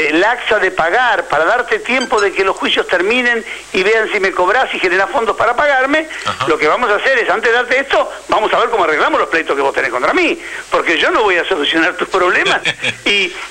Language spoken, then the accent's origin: Spanish; Argentina; Yo soy argentino, quiero que a la Argentina, sí, le vaya bien.